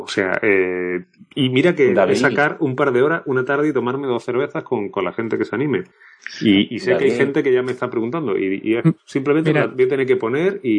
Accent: Málaga, Andalusia, Spain; yo salí al quite diciéndole que malagueño era yo, pero que aquí el amigo era de Sevilla

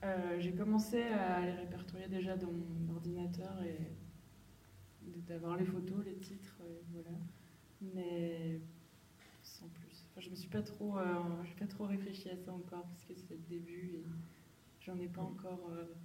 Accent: Bourgogne-Franche-Comté, France; je viens de Franche-Comté

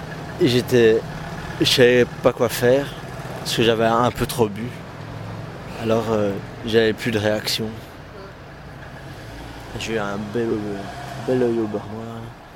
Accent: Charleroi, Wallonia, Belgium; Moi, je vais à l'école à Namur et quand je dis que je suis de Charleroi, les gens, ils sont un peu peureux, hein.

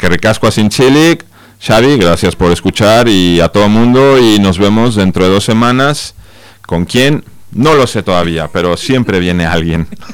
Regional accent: Mexico; moved away; Yo llegué hace 16 años de México

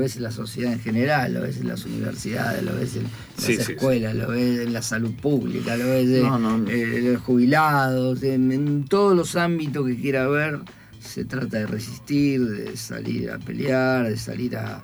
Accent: Argentina; Como argentinos, nosotros estamos acostumbrados a las crisis periódicas, cíclicas

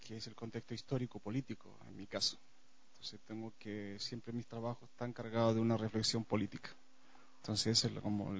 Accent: Chile; now in Ecuador; cabe recordar que soy chileno, me crié en una dictadura y en ese marco histórico encontré la danza

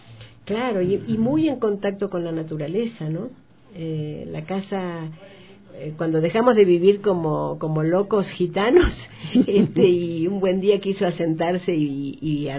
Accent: Bahía Blanca, Buenos Aires Province, Argentina; born there; Bueno, nací en Argentina hace ya unos cuantos años, que no creo que vengan al caso. Y nací en una ciudad que se llama Bahía Blanca

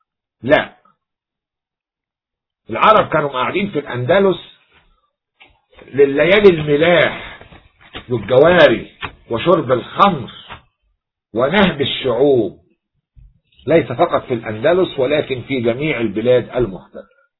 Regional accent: Egypt; عندنا في مصر ينسب الراهب إلى ديره

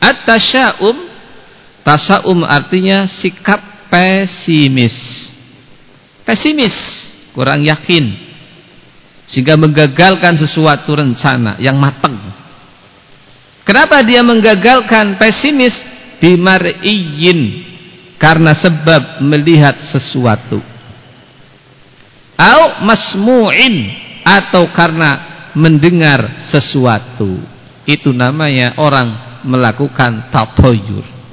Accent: Banyumas, Central Java, Indonesia; Sebagaimana sebagian orang di tempat kita, orang Banyumas itu apesnya konon hari Sabtu apa?

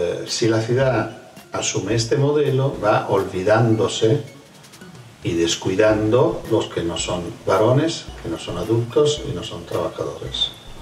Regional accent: Fano, Marche, Italy; En un pequeño pueblo, que es mi pueblo natal, Fano

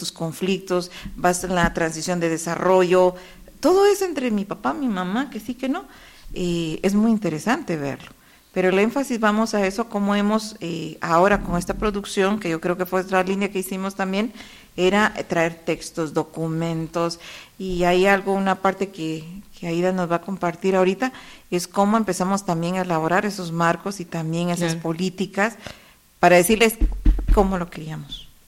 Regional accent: Guatemala; como buen chapín, le digo

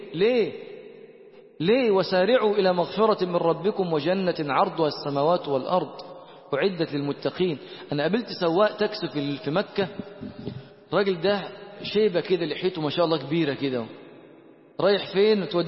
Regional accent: Egypt; من وين أنت؟ بيقول لي. قلت له أنا من مصر. قال لي من مصر.

